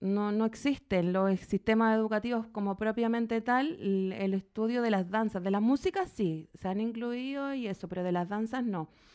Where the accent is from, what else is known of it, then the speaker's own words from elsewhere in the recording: Chile; moved away; en el proceso de migración que he tenido, porque yo soy chilena